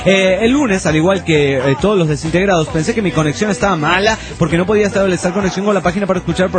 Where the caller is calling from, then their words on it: Stockholm, Stockholm County, Sweden; de Estocolmo, Suecia.